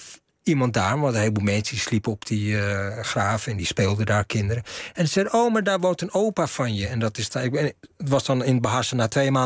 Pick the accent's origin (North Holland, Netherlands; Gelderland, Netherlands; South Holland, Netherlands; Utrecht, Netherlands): North Holland, Netherlands; Amsterdam; ik kom uit Amsterdam-Zuid. Hè, rivierbuurt of Overtoom geboren, maar in Amsterdam. Opgegroeid in de rivierenbuurt. Maar hier liggen ook mijn roots. Dus in die zin voel ik me thuis.